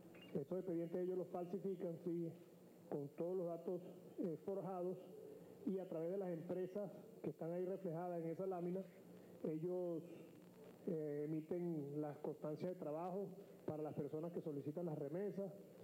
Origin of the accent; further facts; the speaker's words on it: Venezuela; los venezolanos.